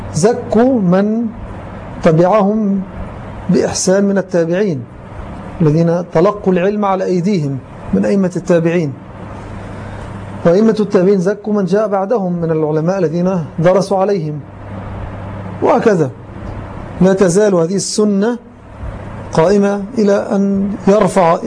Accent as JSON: {"language": "Arabic", "country": "Egypt", "said": "وما أكثرهم في زماننا وفي بلدنا مصر للأسف"}